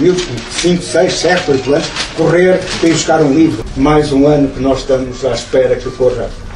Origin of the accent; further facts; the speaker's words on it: Bobadela, Lisbon, Portugal; Eu lembro-me, quando era miúdo na Bobadela